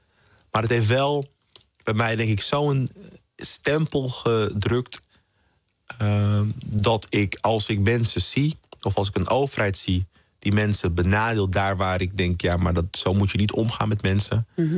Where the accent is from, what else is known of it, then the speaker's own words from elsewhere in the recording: Amsterdam, North Holland, Netherlands; Nou, ik ben in Amsterdam-Zuidoost opgegroeid. Vooral in de jaren 90 was het toch een hele spannende plek.